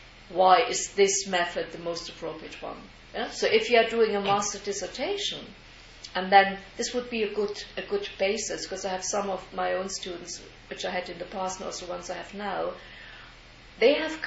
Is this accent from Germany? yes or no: yes; Germany; English is a second language; But I grew up in East Germany, and East Germany, everybody at school had to learn Russian, which was obligatory as the first language.